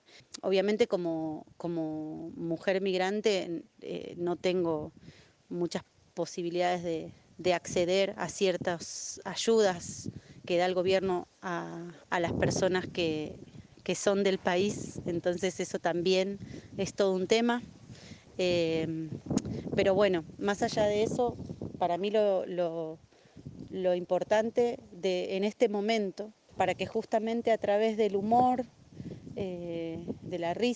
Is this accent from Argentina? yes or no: yes; Argentina; now in Costa Rica; soy payasa, titiritera, gestora cultural y soy argentina, viviendo en Costa Rica hace más o menos unos 3 años.